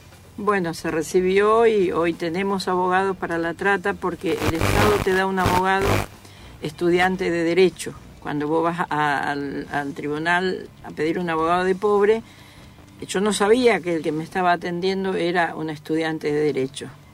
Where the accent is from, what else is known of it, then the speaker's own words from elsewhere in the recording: Misiones, Argentina; Te imaginas que yo vengo de la selva de Misiones, con apenas la primaria hecha.